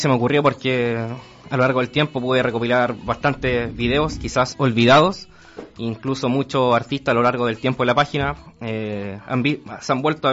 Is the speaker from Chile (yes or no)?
yes; Chile; also born or lived in Argentina; Como bien dijiste, somos de Chile. En esos tiempos yo estaba viviendo en Argentina.